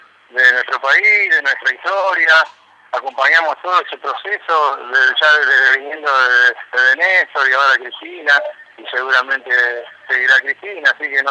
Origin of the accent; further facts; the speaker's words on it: Moreno, Buenos Aires Province, Argentina; Nosotros somos de Moreno